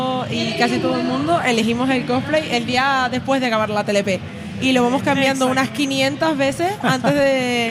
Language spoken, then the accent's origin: Spanish; La Palma, Canary Islands, Spain; soy de La Palma